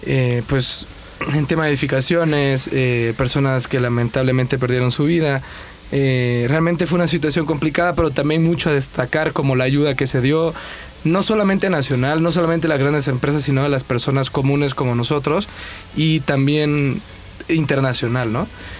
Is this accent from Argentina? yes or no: no; El Salvador; Allá en El Salvador, pues, hubo realmente, yo no me acuerdo, pero hubo dos terremotos en el 2001